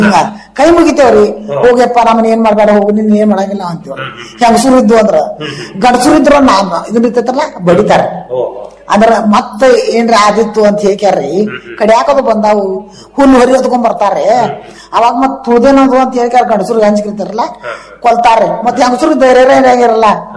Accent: Mangalwada, Karnataka, India; ನಾವು ಮಂಗಳವಾಡದವರು.

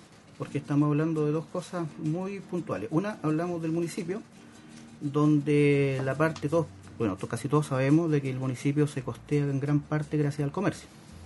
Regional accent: Concepción, Biobío, Chile; Vengo de Nonguén. Ahora, estudié en una escuela de allá de Nonguén, Liceo 34, promoción de 1991.

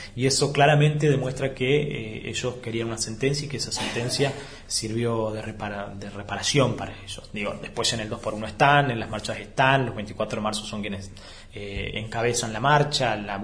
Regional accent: Entre Ríos, Argentina; nosotros de la provincia de Entre Ríos

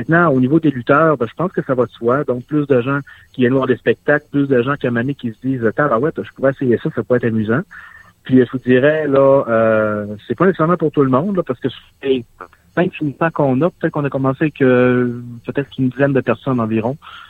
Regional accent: La Baie, Quebec, Canada; Moi, je viens de la Baie.

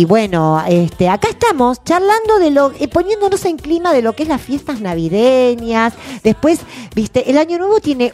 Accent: Argentina; Vos decís, somos argentinos, siempre hacemos lo mismo

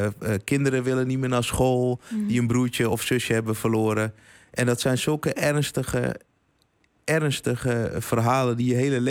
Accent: Amsterdam, North Holland, Netherlands; We komen allemaal uit Amsterdam Zuidoost.

